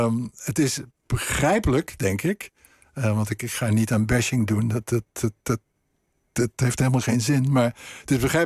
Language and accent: Dutch; Netherlands; En wij, als Nederlanders, wij moeten dingen gaan leren.